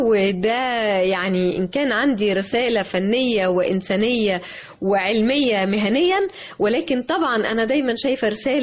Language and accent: Arabic; Egypt; أن أنا امرأة مصرية أعتز بمصريتي دائما وأبدا